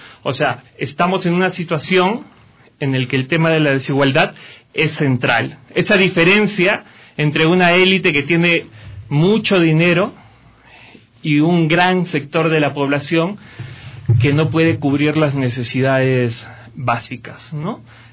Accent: Peru; now in Ecuador; Soy peruano, residiendo desde el 2007 acá en Ecuador, con hay un pequeño intervalo que estuve de regreso por mi país

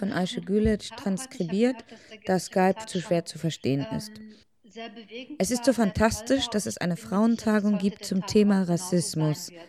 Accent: Gelsenkirchen, North Rhine-Westphalia, Germany; Vater kam Anfang der 60er Jahre nach Deutschland. Mein Bruder und meine Mutter folgten ihm dann. Und ich bin in Gelsenkirchen im Ruhrgebiet aufgewachsen, weil dort mein Vater lange Zeit als Bergarbeiter gearbeitet hat.

